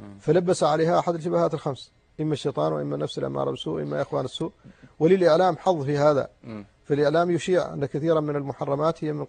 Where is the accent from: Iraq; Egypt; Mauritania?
Mauritania; وعندنا في موريتانيا ينقص التدين.